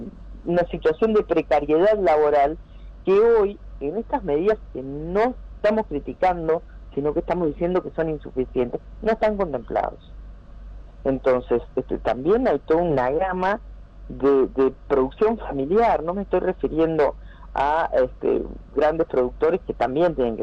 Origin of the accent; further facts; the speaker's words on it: Uruguay; estamos hablando de un plan de contingencia que colabore para salir adelante como uruguayos.